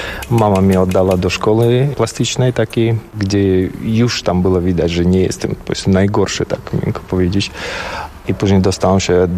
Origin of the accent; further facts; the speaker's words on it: Tajikistan; Polish is a second language; now in Poland; pochodzę z gór i tu jest był taki teren górski, prawda, te Bieszczady, chociaż mało przypominający nasze góry, gdzie tam 7 tysięcy wysokości, bo to największe góry całym Związku Radzieckim byli właśnie u nas w Tadżykistanie.